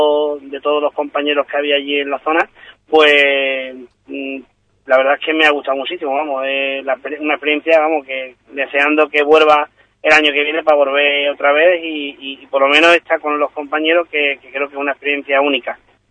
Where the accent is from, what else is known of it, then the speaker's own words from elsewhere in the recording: Ubrique, Andalusia, Spain; un ubriqueño, y empecé la presentación pues presentándome como ubriqueño y como diciéndole que en mi pueblo pues éramos artesanos de la piel